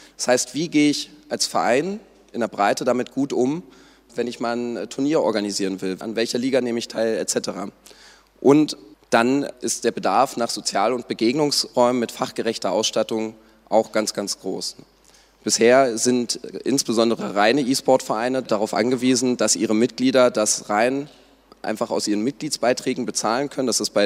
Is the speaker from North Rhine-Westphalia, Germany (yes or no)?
no; Berlin, Germany; ich selbst als Berliner kann auch sagen, Berlin ist die E-Sport-aktivste Stadt sozusagen